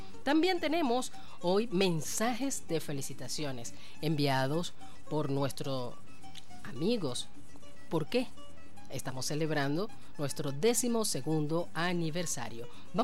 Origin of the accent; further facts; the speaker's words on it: Barcelona, Anzoátegui, Venezuela; este humilde proyecto radiofónico que nació en Barcelona, Estado Anzoátegui, mi tierra natal.